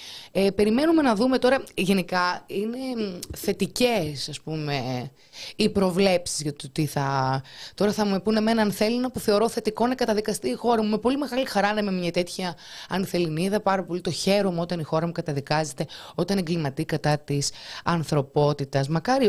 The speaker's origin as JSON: {"language": "Greek", "town": "Thessaloniki", "region": "Central Macedonia", "country": "Greece", "said": "Είμαι από Θεσσαλονίκη."}